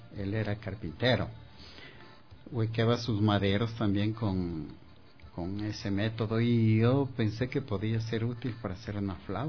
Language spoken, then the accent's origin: Spanish; Chambo, Chimborazo, Ecuador; y también en mi tierra, en Chambo, está un poquito más allá de Riobamba, tierra de grandes músicos, artistas y poetas.